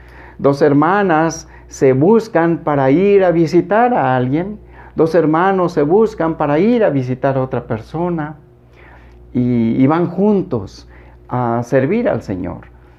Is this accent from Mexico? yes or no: yes; Mexico; aquí tal vez como mexicanos somos muy dados a hacer señas, ¿verdad?